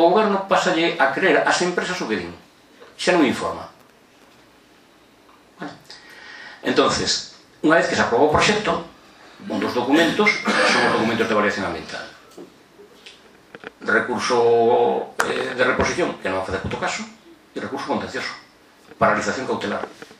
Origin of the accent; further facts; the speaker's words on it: Ordes, Galicia, Spain; eu son de Ordes, unha zona gandeira por excelencia